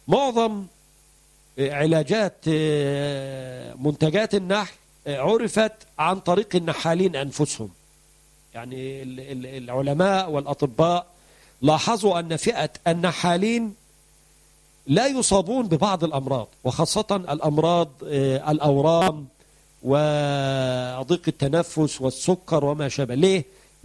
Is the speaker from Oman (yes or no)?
no; Egypt; أو الدكار عندنا في مصر.